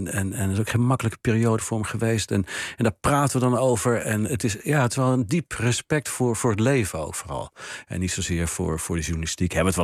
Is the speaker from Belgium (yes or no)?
no; Oosterwijk, Netherlands; Een huis-aan-huisblad in Oosterwijk, waar ik ben opgegroeid.